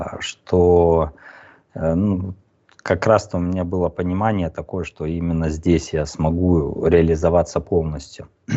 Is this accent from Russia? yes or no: no; Kazakhstan; born there; я родился в Казахстане, я очень с тюркоязычными народами близок тоже, я понимаю их.